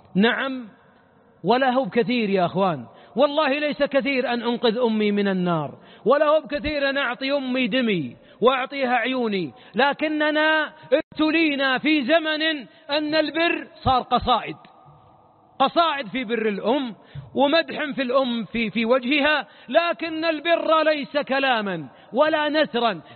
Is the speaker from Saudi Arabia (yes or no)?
yes; Najd, Saudi Arabia; عندنا في نجد مثل نعرفه جميعا